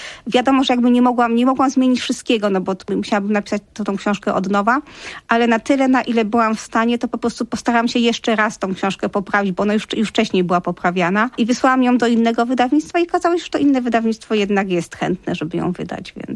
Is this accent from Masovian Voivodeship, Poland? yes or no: no; Silesian Voivodeship, Poland; bo ja jestem w ogóle ze Śląska.